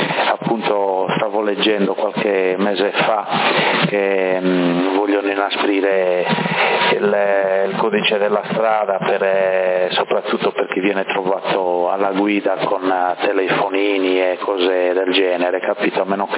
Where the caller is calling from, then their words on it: Sassari, Sardinia, Italy; Segnale ottimo qua a Sassari, dalle mie parti arrivi fondo scala